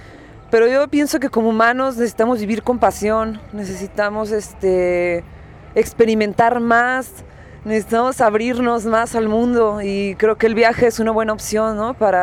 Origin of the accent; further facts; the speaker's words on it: Guadalajara, Jalisco, Mexico; Pues bueno, yo vengo de la ciudad de Guadalajara, soy más viajera que nada.